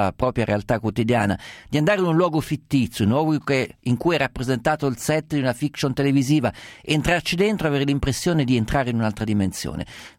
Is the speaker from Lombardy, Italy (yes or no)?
no; Umbria, Italy; Guarda, io sono umbro, sono da ragazzino fino adolescente, fino anche ho vissuto in Umbria